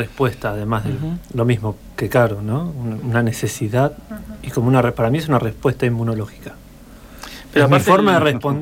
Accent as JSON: {"language": "Spanish", "region": "Basque Country", "country": "Spain", "said": "yo no lo puedo negar, yo soy vasco"}